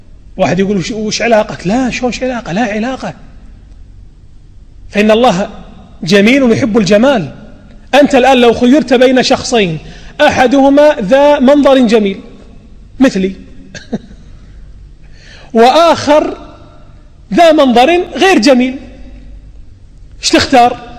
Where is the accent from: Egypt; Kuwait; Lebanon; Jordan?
Kuwait; التعليم السيء عندنا في الكويت الذي يقتل المواهب ويقتل الإبداعات